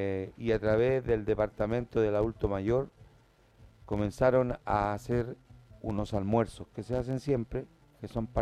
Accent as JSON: {"language": "Spanish", "town": "Puente Alto", "region": "Santiago Metropolitan Region", "country": "Chile", "tie": "born or raised there", "said": "de acá de Puente Alto, población donde yo nací. Y fue algo muy hermoso, se lo diré, poder encontrarme con algunas vecinas que me conocían desde niño."}